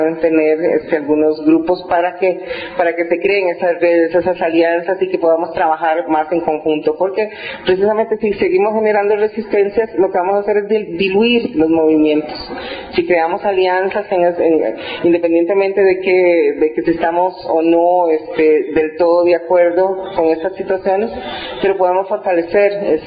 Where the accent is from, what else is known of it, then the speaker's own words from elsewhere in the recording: Costa Rica; soy costarricense, soy activista trans, intersex.